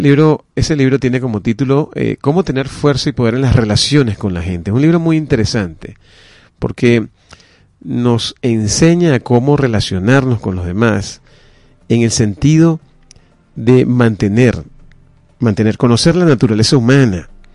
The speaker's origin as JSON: {"language": "Spanish", "country": "Venezuela", "said": "Porque todos somos venezolanos."}